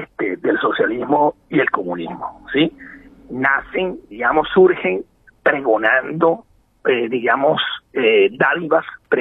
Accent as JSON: {"language": "Spanish", "country": "Venezuela", "said": "como venezolano que soy"}